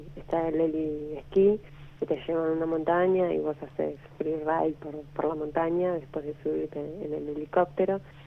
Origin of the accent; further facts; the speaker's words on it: Ushuaia, Tierra del Fuego, Argentina; No, yo soy nacida aquí en Ushuaia.